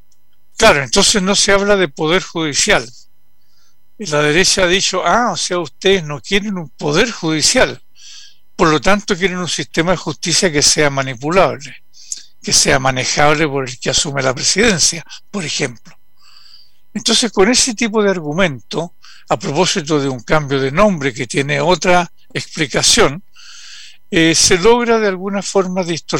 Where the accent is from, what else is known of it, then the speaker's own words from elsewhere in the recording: Chile; debiera preocuparnos muchísimo como chilenas y chilenos